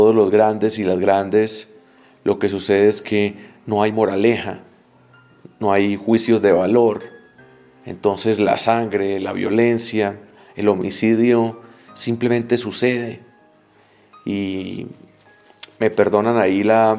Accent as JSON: {"language": "Spanish", "country": "Colombia", "said": "a nosotros como latinoamericanos, como colombianos, nos resulta distinto hablar de violencia."}